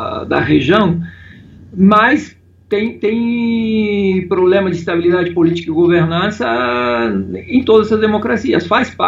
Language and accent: Portuguese; Mexico; now in Brazil; Olha, eu saí há muito tempo do México. Eu saí do México em 1996, isso significa 21 anos.